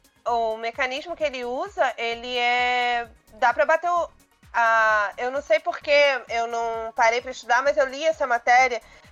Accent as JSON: {"language": "Portuguese", "town": "Nova Iguaçu", "region": "Rio de Janeiro", "country": "Brazil", "said": "Eu sou de Nova Iguaçu, pra quem não conhece o estado do Rio, mas eu cresci no mesmo bairro que tinha um CIEP"}